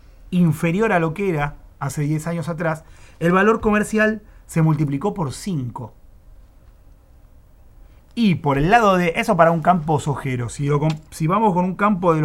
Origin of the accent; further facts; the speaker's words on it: Buenos Aires, Argentina; así como los porteños hemos sufrido un aumento de impuestos del ABL